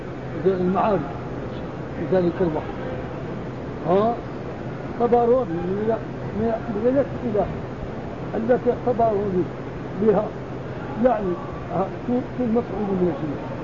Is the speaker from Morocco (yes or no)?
yes; Sahara, Morocco; القراءة باللام عندنا في المغرب في الصحراء.